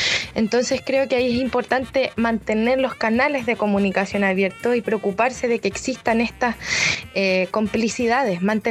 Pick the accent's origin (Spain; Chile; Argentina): Chile; es algo muy de nosotros como chilenos